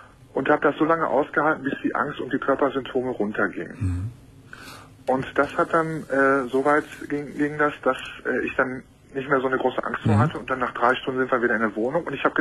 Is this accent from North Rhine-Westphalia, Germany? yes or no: yes; Hamm, North Rhine-Westphalia, Germany; Und ich komme aus Hamm, Westfalen.